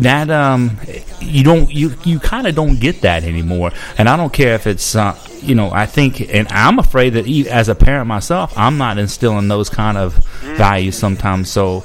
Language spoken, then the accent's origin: English; Gulf Coast, United States; also born or lived in Mississippi; Well, I grew up on the Gulf Coast. You know, when I was born in Mississippi.